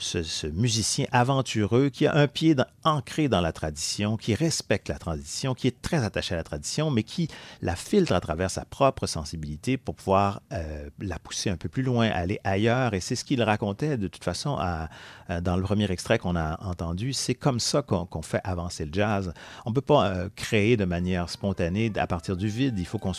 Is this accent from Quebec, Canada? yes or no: yes; Saguenay, Quebec, Canada; il était le printemps précédent la sortie de ce disque au Saguenay, donc dans mon patelin.